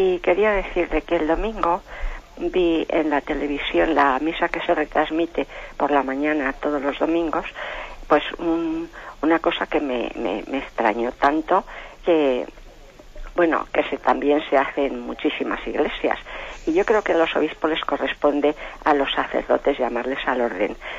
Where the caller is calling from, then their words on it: Madrid, Community of Madrid, Spain; de Madrid.